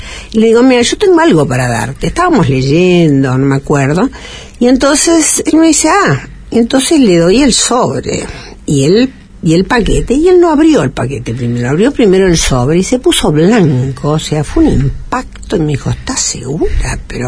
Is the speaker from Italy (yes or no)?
yes; Italy; yo no puedo comprarlo esto, porque yo soy italiana